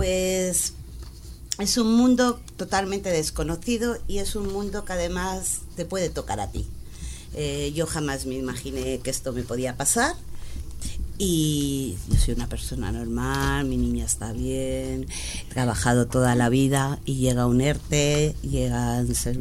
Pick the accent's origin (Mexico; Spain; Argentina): Spain; Madrid, Community of Madrid; Yo soy de Orcasitas. En mi barrio sale a 67.000 euros al mes por menor al año.